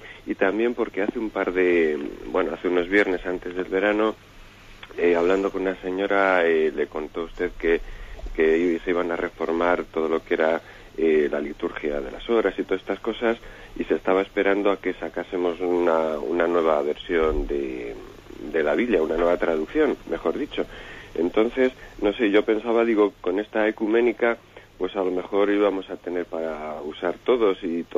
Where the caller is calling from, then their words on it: Palencia, Castile and León, Spain; de Palencia.